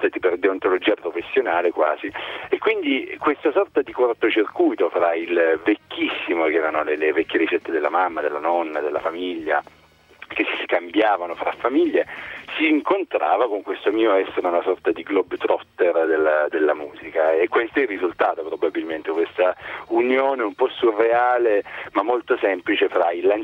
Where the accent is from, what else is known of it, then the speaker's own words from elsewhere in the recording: Apulia, Italy; io vengo dal Salento